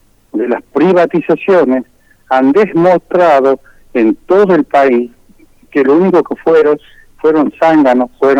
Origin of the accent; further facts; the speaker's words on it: Tucumán, Argentina; yo le digo, soy de Tucumán, acá tenemos una problemática con el ferrocarril